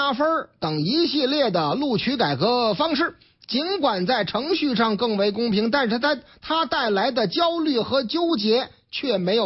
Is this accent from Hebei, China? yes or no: yes; Shijiazhuang, Hebei, China; 打上我老家的主意了，石家庄吗？